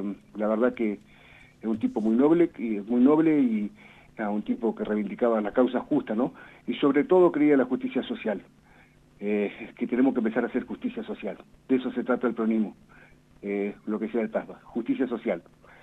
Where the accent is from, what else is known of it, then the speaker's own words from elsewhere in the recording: Argentina; por supuesto que dolió como argentino, ¿no?